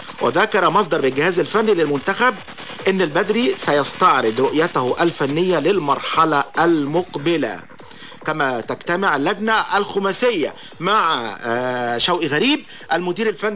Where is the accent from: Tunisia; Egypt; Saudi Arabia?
Egypt; Alexandria, Alexandria Governorate; تبين وجود حالة عندنا في اسكندرية